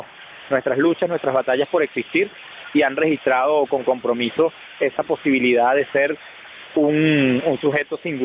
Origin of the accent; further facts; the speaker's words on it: Venezuela; todo lo que corresponde a nuestra manera de hacer cultura y de hacer memoria como venezolanos